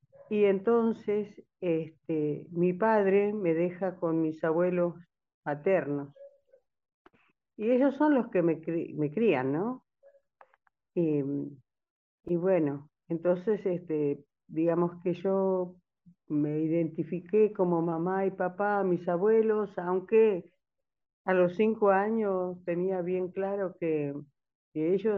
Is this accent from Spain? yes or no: no; La Banda, Santiago del Estero, Argentina; born there; yo nací en San José, un barrio de chacareros, en la banda Santiago del Estero.